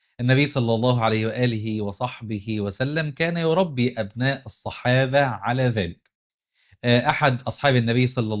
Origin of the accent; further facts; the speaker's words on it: Qena Governorate, Egypt; وإحنا كنا صغار في قريتنا في الصعيد في حافظة قنا